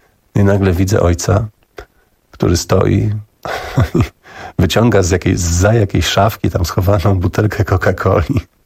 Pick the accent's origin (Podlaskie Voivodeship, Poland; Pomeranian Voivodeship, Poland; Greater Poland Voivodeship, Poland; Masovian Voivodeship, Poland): Podlaskie Voivodeship, Poland; Augustów; I potem i ja mówię, że też jestem z Augustowa